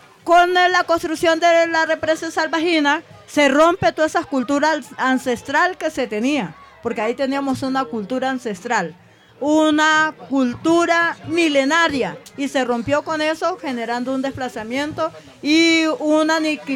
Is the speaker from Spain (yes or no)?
no; Suárez, Cauca, Colombia; Yo vengo de Suárez, Cauca. Suárez, Cauca es una tierra caliente, alegre, donde nosotras no tenemos apellido. Por ejemplo, mi apellido es el nombre de la tribu donde fueron traídos mis ancestros con la esclavización.